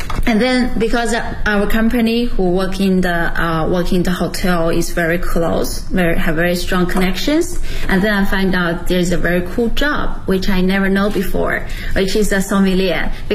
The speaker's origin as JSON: {"language": "English", "town": "Shijiazhuang", "region": "Hebei", "country": "China", "lives_now": "Beijing, China", "said": "I'm originally from Hebei province and Shijiazhuang City.The capital of the Hebei province. And right now I'm working in Beijing"}